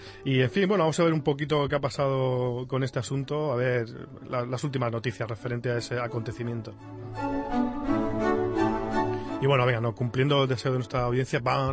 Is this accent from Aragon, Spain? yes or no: no; Alicante, Valencian Community, Spain; Los que somos de Alicante